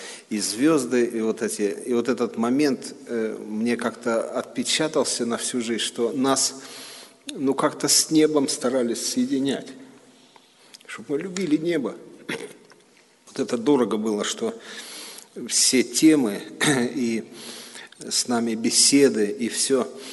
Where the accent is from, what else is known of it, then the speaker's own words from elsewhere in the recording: Khartsyzsk, Donetsk Oblast, Ukraine; moved away; Ну а мы росли в Харциске, там речка такая у нас скалистая, и мы любили с этих скал прыгать.